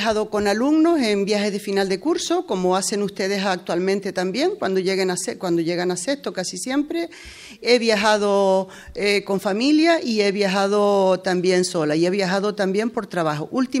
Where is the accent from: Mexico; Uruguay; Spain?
Spain; Mancha Blanca, Canary Islands; me quedé con Mancha Blanca, con Guiwan en este caso. Porque es mi pueblo, porque he trabajado aquí